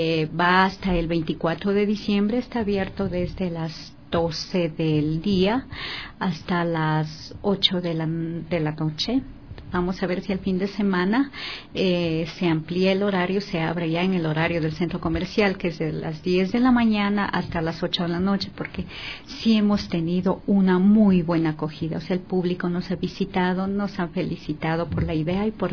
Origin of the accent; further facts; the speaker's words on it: Ecuador; aquí estamos, o sea, somos ecuatorianos